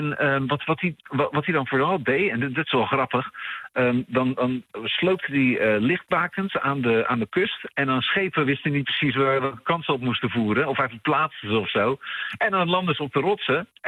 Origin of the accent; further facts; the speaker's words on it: Netherlands; ben ook maar een Nederlander, wat weet ik.